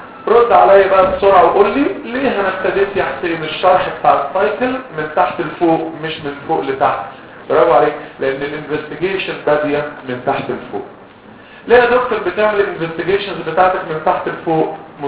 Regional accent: Egypt; قلت له انا مصري يعني فهلاوي

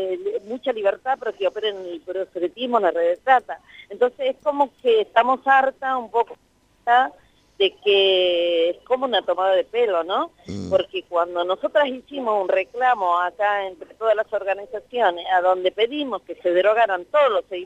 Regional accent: Tucumán, Argentina; yo me considero provinciana también, soy tucumana, sí.

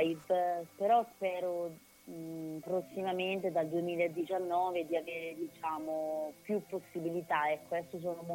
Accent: Pollenza, Marche, Italy; poi ci siamo spostati verso le mie parti, abbiamo fatto delle scene a casa mia, altre scene nei vicoletti di Pollenza

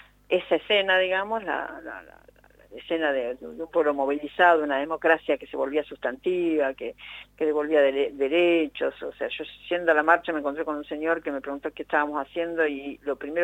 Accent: Argentina; algo insólito para nosotros como argentinos

